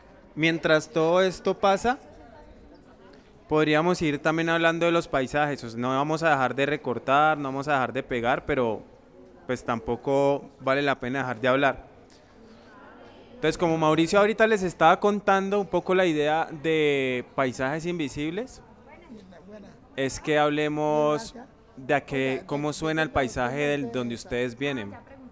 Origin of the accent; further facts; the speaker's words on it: Cali, Valle del Cauca, Colombia; Yo sí soy de Cali, yo sí nací en Cali.